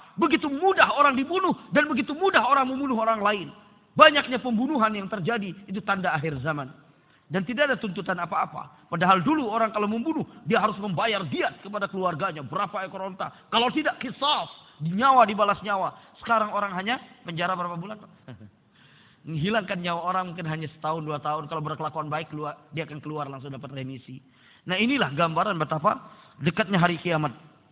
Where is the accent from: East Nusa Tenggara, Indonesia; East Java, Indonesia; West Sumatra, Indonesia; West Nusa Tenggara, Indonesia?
West Nusa Tenggara, Indonesia; karena ana sebagai orang Lombok juga prihatin dan juga merasa sangat khawatir dengan kondisi yang ada di sana